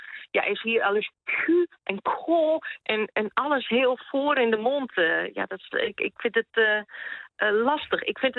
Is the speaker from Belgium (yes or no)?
no; Netherlands; now in Sweden; op het moment dat je hier zegt van nou, ik kom uit Nederland